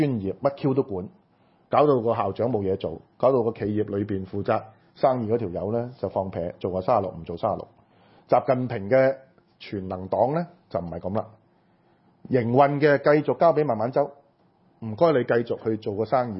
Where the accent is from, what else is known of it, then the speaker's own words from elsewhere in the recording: Hong Kong; 隨時邊個做緊律政司，我哋香港人都唔知嘅